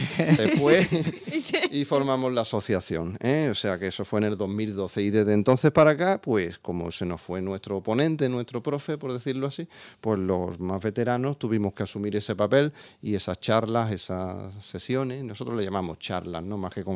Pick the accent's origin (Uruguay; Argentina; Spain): Spain; Andalusia; Somos del Aljarafe. El Aljarafe sevillano, sí, hay que atravesar el río, hay que por Triana y los Remedios, hay que atravesar el Aljarafe, una comarca muy próxima, con mucha población, una pequeña meseta con muchas localidades todas muy próximas.